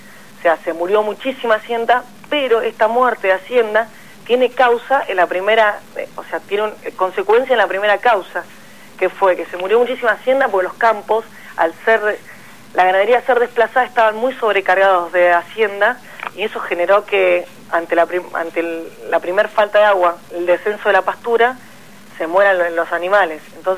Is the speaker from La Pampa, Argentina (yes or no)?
yes; La Pampa, Argentina; esto me consta porque yo soy de La Pampa y el maíz llegaba a los productores